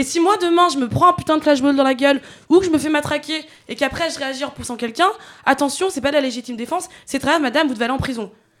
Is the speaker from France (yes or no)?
no; Chad; Bah, vous savez, moi, je viens du Tchad.